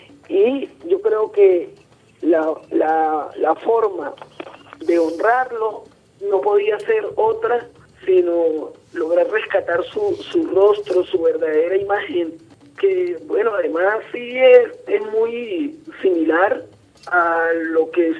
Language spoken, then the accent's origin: Spanish; Venezuela; de verdad que es lo que uno debe sentir como venezolano